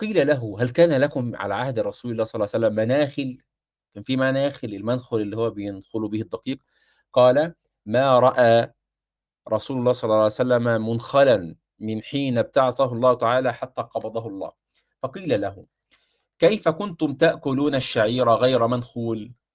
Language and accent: Arabic; Egypt; على المطرحه عندنا في مصر كما يقولون